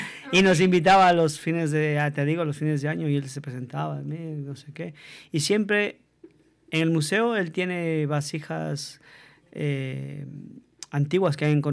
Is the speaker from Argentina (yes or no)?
no; Quito, Pichincha, Ecuador; yo crecí en un barrio en Ecuador, en Quito, que se llama Bellavista.